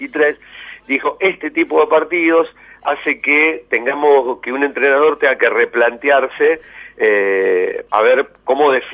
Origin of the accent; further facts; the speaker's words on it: Argentina; los argentinos lo que tenemos es un problema de comunicación telefónica